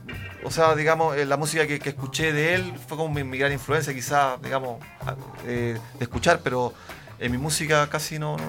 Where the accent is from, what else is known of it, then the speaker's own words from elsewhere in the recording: Arica, Arica y Parinacota, Chile; now in Santiago, Chile; Sí, soy de Arica y estoy acá en Santiago hace como 10 años, más o menos.